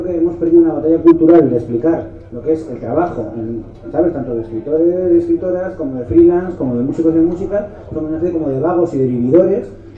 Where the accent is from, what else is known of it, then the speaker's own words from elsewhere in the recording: Madrid, Community of Madrid, Spain; es que soy de Madrid, perdón, aquí no sé qué bebéis